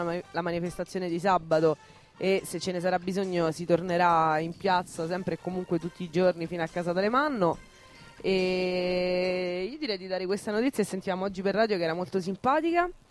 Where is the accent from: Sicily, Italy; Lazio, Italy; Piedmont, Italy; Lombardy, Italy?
Lazio, Italy; Rome; io sono De Ostia.